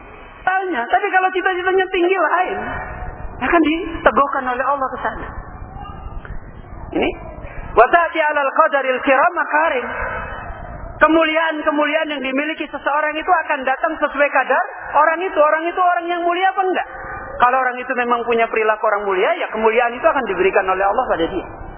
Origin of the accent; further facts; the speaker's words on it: Semarang, Central Java, Indonesia; kampung saya itu di Semarang. Kalau antum mungkin pernah namanya Desa Tambak Lorok. Pernah dengar mungkin. Itu di Semarang itu pusatnya preman.